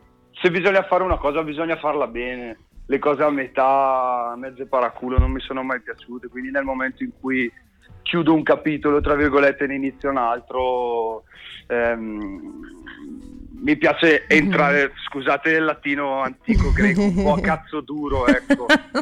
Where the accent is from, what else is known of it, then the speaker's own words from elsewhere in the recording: Salò, Lombardy, Italy; io in realtà non sono proprio della città di Brescia, io arrivo da un paesino che è Salò sul lago di Garda, quindi sono ancora più isolato.